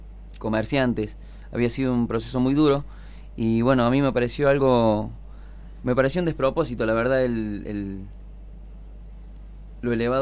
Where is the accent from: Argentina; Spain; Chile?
Argentina; Los Cocos, Córdoba; yo soy nativo de Los Cocos, mis viejos, mi abuelo, todo, bueno, tenemos ahí una raíz, digamos, en el pueblo